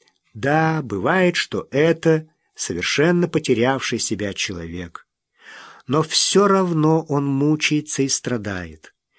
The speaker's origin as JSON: {"language": "Russian", "town": "Tsugol", "region": "Zabaykalsky Krai", "country": "Russia", "tie": "born or raised there", "said": "Все детство мое прошло в Забайкалье, в Читинской области, в бурятском поселке Цугульский Дацан. Его еще называют для краткости Ц-Дацаном."}